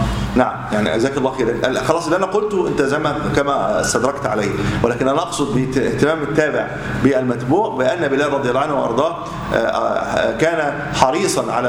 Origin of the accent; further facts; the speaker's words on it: Egypt; يمكن عندنا في مصر قليله